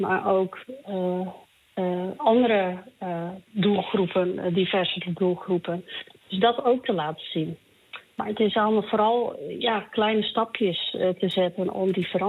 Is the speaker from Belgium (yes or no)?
no; Friesland, Netherlands; Ik ben in Friesland opgegroeid en vlakbij Lauwersoog.